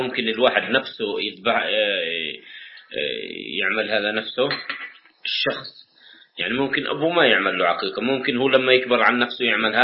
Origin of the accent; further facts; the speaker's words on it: West Bank, Palestine; طبعا أنا جاي من الضفة، الضفة العظمى